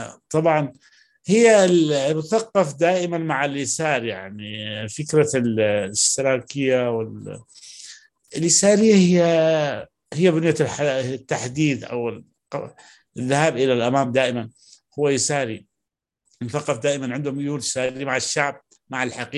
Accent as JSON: {"language": "Arabic", "region": "Aden", "country": "Yemen", "said": "وهذا اللي حصل عندنا في عدن بالذات"}